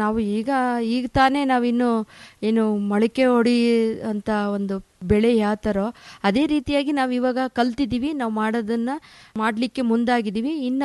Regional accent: Hosadurga, Karnataka, India; ನಮ್ಮ ಹೊಸದುರ್ಗ ತಾಲೂಕಿನ ಸಿರಿಧಾನ್ಯದ ತವರೂರು

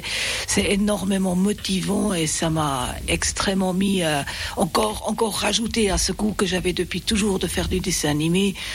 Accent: Geneva, Switzerland; French is a second language; also born or lived in Basel; Mais j'ai grandi en Suisse romande à Genève à partir de l'âge de 10 ans. C'est d'ailleurs là-bas que j'ai appris le français, j'ai fait ma scolarité française

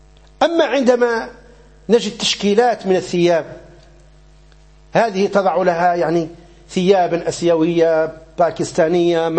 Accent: Morocco; فمثلا عندنا في المغرب

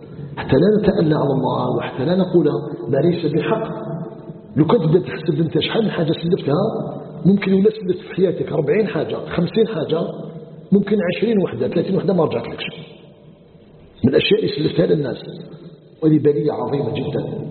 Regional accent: Algeria

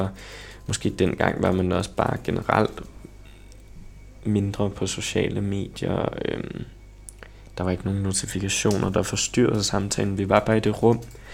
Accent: Copenhagen, Capital Region of Denmark, Denmark; Så jeg voksede op på Østerbro. Og der har jeg gået i folkeskole i 10 år.

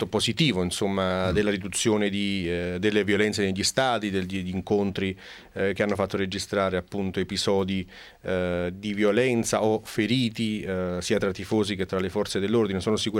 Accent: Naples, Campania, Italy; Rispondo io da napoletano

